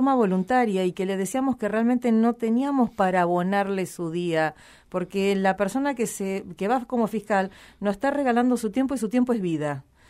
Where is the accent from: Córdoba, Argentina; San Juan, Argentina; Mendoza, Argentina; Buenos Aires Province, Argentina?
Buenos Aires Province, Argentina; Necochea; que yo desde mi ciudad natal, desde Necochea, que hace unos años viviendo acá